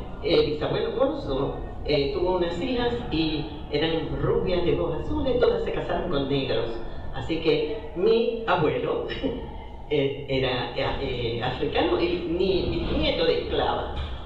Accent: Puerto Rico; Sí, yo soy boricua, para que tú lo sepas.

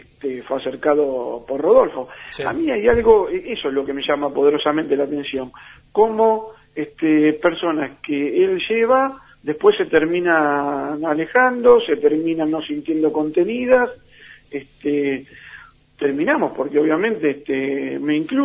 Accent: Quilmes, Buenos Aires Province, Argentina; Yo soy de Quilmes.

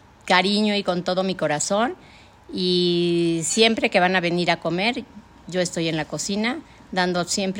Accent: Mexico City, Mexico; born there; Nací en México, en la Ciudad de México, el 31 de marzo de 1952.

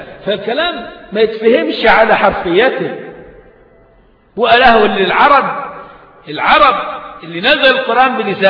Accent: Egypt; عشان صورتنا كمصريين بره وحشة قوي

